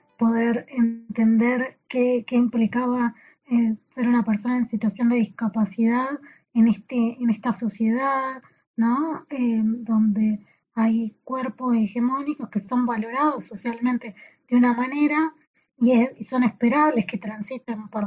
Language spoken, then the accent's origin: Spanish; Saladillo, Buenos Aires Province, Argentina; now in La Plata, Argentina; porque yo encima soy de Saladillo, entonces vine a La Plata a estudiar